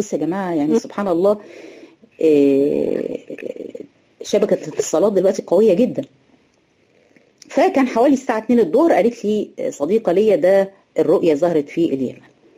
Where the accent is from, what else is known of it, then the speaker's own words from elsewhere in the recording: Egypt; يعني احنا هنا عندنا في مصر مفيش حد بيشوف رؤية